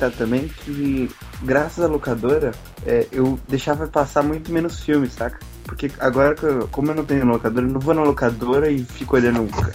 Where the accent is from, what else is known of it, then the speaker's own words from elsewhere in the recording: São Paulo, Brazil; eu sou de São Paulo, e quando você descia pro litoral, o litoral é muito mais atrasado em questão disso.